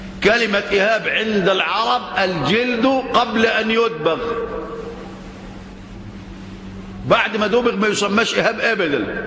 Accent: Egypt; طبعا عندنا في مصر الآن

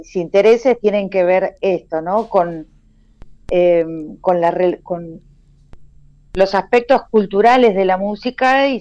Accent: Argentina; esto de que nosotros argentines a veces nos creemos que tenemos una cierta excepcionalidad, pero en realidad somos muy latinoamericanos en muchas cosas.

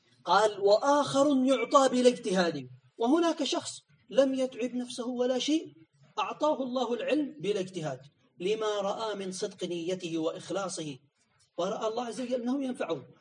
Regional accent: Yemen; عندنا في اليمن يقال هكذا

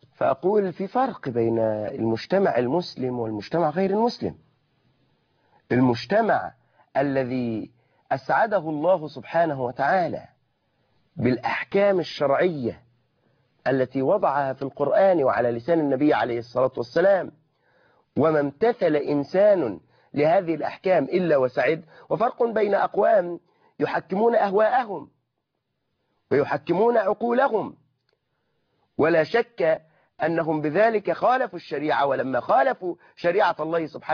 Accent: Egypt; أغلبنا نحن كمصريين بيجعل مقدما في الصداق ومؤخرا في الصداق

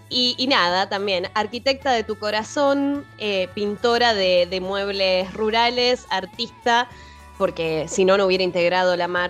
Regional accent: Lincoln, Buenos Aires Province, Argentina; nuestras invitadas de hoy son, somos de Lincoln

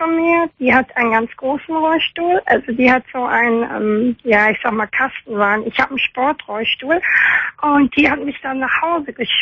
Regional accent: Oberhausen, North Rhine-Westphalia, Germany; Ich komme aus Oberhausen.

